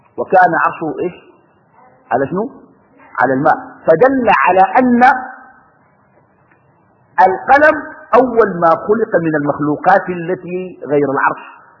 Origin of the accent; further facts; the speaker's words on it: Sudan; وإن أنا آتي من السودان ونلتقي في هذه الساعة